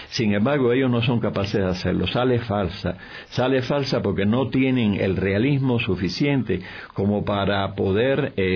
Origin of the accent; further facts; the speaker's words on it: Cuba; lo que ha sucedido o sucedió allá en el 49-50 con la televisión en mi país, en Cuba